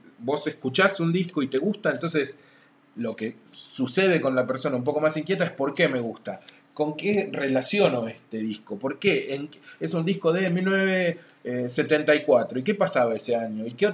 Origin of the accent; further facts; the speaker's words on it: Ushuaia, Tierra del Fuego, Argentina; nosotros venimos de Ushuaia